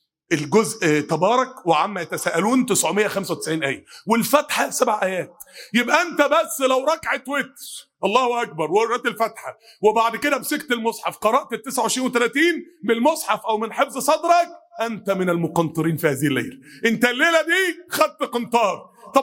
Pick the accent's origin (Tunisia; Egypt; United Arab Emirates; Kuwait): Egypt; Mansoura, Dakahlia; كان من قرية بينها وبين بلدنا المنصورة حوالي 10 كيلو